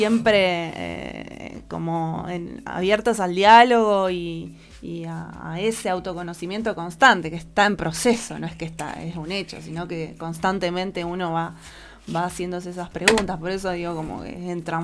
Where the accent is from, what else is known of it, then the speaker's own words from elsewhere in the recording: Bolívar, Buenos Aires Province, Argentina; un amigo baterista percusionista muy querido de la ciudad de Bolívar, de donde yo vengo también